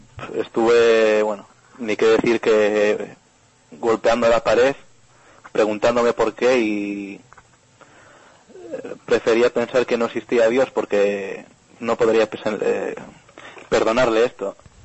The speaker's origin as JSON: {"language": "Spanish", "town": "Gijón", "region": "Asturias", "country": "Spain", "moved": "as an adult", "said": "Sí, yo soy de Gijón. Uh-huh. Llevo aquí un año y pico, bueno, desde septiembre del año pasado."}